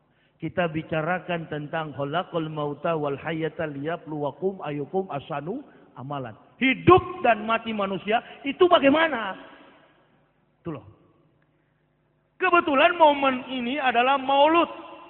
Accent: Manado, North Sulawesi, Indonesia; Saya orang Manado asli. Asli kapir, begitu.

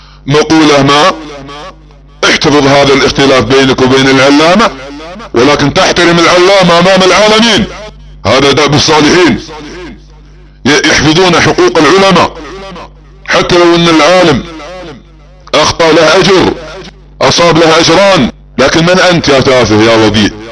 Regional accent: Saudi Arabia; بعض الدعاة عندنا في السعودية

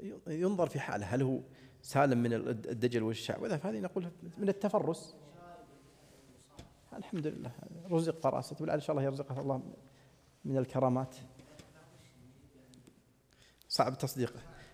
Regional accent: Saudi Arabia; عندنا في السعودية الأحساء

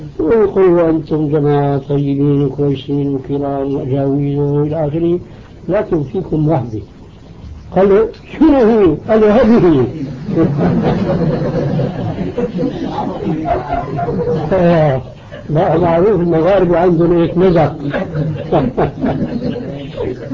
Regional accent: Damascus, Damascus Governorate, Syria; وبعض المشايخ عندنا في دمشق الشام

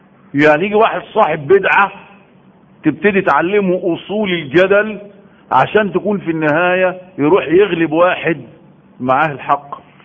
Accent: Egypt; اكبر علم عندنا في مصر

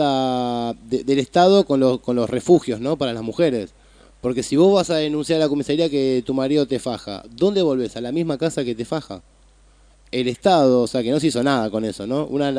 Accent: Moreno, Buenos Aires Province, Argentina; yo soy de Moreno también y entiendo lo que decís

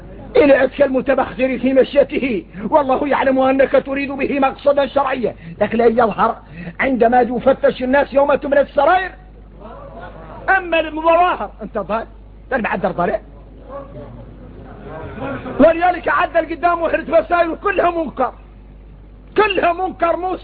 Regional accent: Mauritania; احنا موريتاني

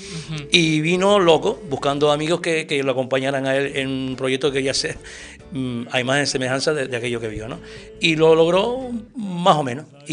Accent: Canary Islands, Spain; Un libro, pero que reflejara algo de la música en mi tierra, ¿no? Uh-huh. Entonces, bueno, se me ocurrió eso de hacer la historia del pop rock tinerfeño

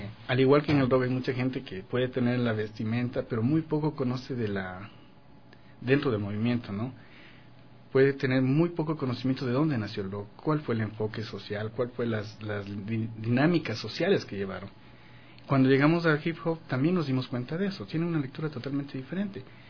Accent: Quito, Pichincha, Ecuador; also born or lived in Otavalo; Yo nací en Otavalo, pero solo nací y vine a vivir acá en Quito. Entonces conozco más de Quito que de Otavalo.

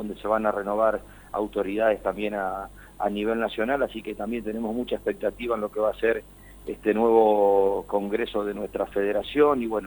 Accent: Gálvez, Santa Fe, Argentina; vos vas a Buenos Aires y le decís soy de Gálvez, pero te puedo asegurar que no saben en qué lugar del mapa uno se encuentra

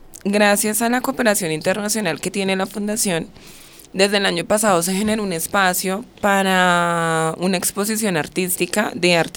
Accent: Colombia; todos somos chicos que vivimos y pues crecimos en Ciudadela Sucre

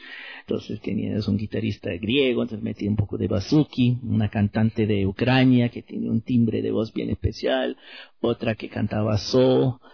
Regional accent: Windsor, Ontario, Canada; Me crié en Windsor, entonces frente a Detroit, entonces me crié tocando

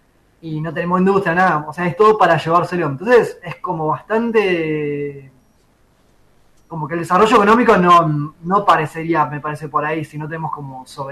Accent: Viedma, Río Negro, Argentina; yo soy de Viedma, así, viedmense, forever.

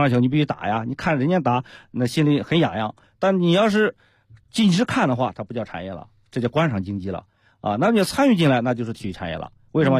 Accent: China; 就是我们中国人已经站起来了。

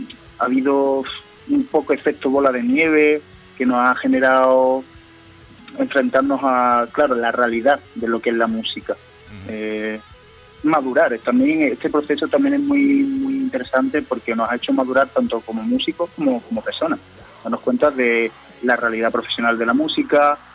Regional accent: Andalusia, Spain; todos somos de aquí, de Andalucía

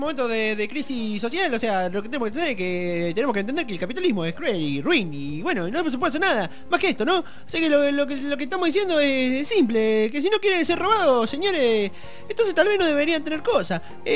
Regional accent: Argentina; yo vengo de Argentina, a mí me llamaron a esta ciudad para asesorarlo

